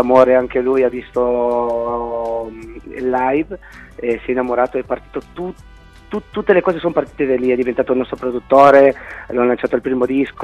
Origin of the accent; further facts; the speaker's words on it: Tingo María, Huánuco, Peru; now in Italy; ho scritto una canzone per la mia città natale che si chiama Tingo Maria, che appunto racconta una storia un po' fantastica di innamorati di natura, insomma.